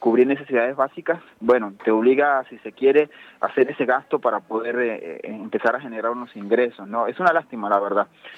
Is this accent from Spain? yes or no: no; Colombia; now in Argentina; Yo soy de Colombia.